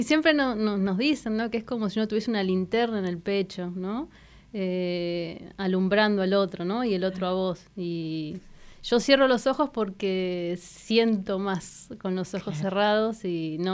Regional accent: Bahía Blanca, Buenos Aires Province, Argentina; moved away as an adult; now in La Pampa, Argentina; Yo soy de Bahía Blanca, como contabas. Me fui a estudiar, cuando terminé el secundario, a Buenos Aires, a estudiar comunicación social, periodismo. Y bueno, cuando terminé la carrera había conocido en el verano a alguien de acá de La Pampa y me vine para acá.

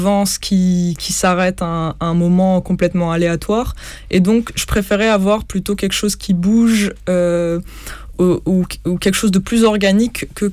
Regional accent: Morocco; c'est un film où on peut vraiment se projeter, en tout cas quand on vient du Maroc.

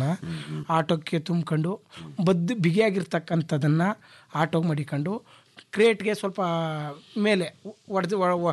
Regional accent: Basapura, Karnataka, India; born or raised there

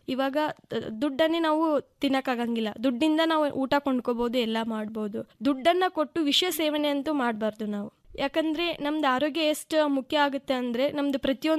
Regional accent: Hipparagi, Karnataka, India; ನಾನು ಹುಟ್ಟಿ ಬೆಳೆದಿದ್ದು ಹಿಪ್ಪರಿಗೆ ಎಂಬ ಪುಟ್ಟ ಗ್ರಾಮ, ಜಮಖಂಡಿ ತಾಲೂಕು, ಬಾಗಲಕೋಟೆ ಜಿಲ್ಲೆಯಲ್ಲಿದೆ ಸರ್. ಗ್ರಾಮ ಕೃಷ್ಣಾ ನದಿ ದಂಡೆಯಲ್ಲಿದೆ.

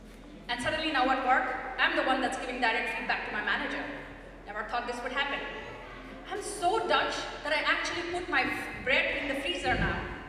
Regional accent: India; now in Netherlands; I'm so Dutch that I've actually started to use Kopzegels. And of course, I'm millennial and I'm Indian

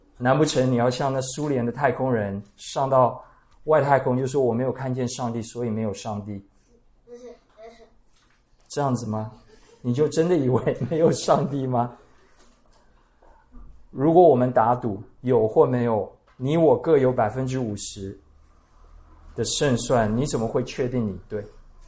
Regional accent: Puli, Nantou County, Taiwan; 我住在埔里，我家乡埔里最近在大拜拜

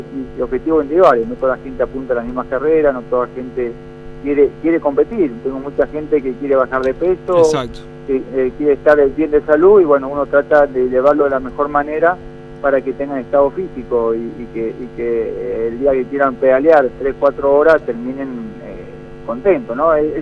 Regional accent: General Alvear, Mendoza, Argentina; representar de la mejor manera a lo que hizo Argentina, Mendoza, como siempre, y a mi pueblo natal, que es el General Alvear

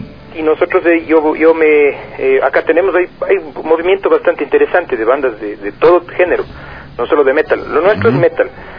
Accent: Cuenca, Azuay, Ecuador; sí, bueno, si me escuchan ahora cantando, sí, bueno, está claro que soy de Cuenca, ¿no?

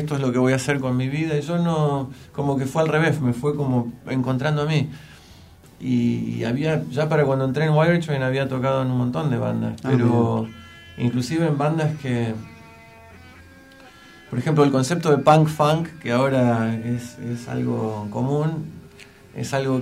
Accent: Berkeley, California, United States; en realidad yo crecí en Berkeley, pero que está ahí al lado

